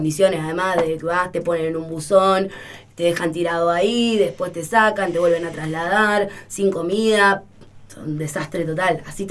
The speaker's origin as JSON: {"language": "Spanish", "town": "Merlo", "region": "Buenos Aires Province", "country": "Argentina", "said": "Nosotros somos de Merlo"}